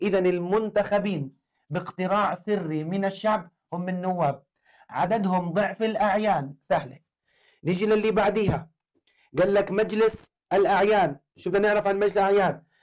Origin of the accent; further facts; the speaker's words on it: Jordan; قال لك القضاء عندنا في الأردن إلهم استقلالية